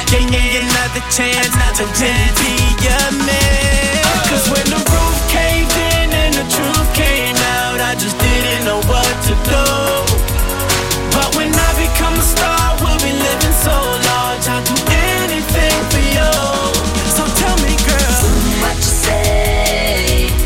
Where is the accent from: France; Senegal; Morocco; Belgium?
Belgium; chez nous en Belgique, plus précisément du côté de Bruxelles.